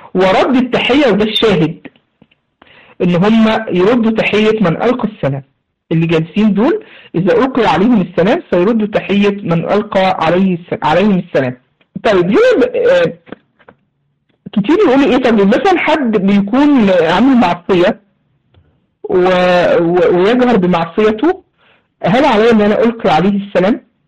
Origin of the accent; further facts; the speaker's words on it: Egypt; عندنا في مصر يسموه هنا إيه، بيعملوا فيه مصاطب